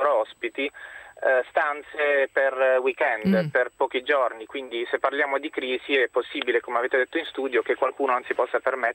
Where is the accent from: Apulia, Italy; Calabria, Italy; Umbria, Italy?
Apulia, Italy; Bari; io sono di Bari